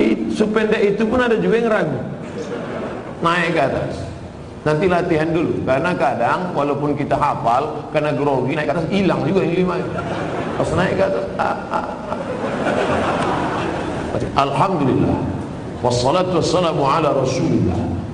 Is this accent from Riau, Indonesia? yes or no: yes; Riau, Indonesia; Di kampung saya di Riau, ada kabupaten 10 miliar.